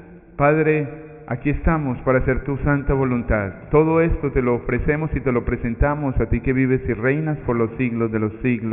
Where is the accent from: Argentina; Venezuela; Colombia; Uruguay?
Colombia; Medellín, Antioquia; now in United States; Yo soy colombiano, soy de Medellín y hace ya algún tiempo trabajé en Brooklyn. Ahora estoy trabajando en Long Island, en Valley Stream, cerca del aeropuerto Kennedy.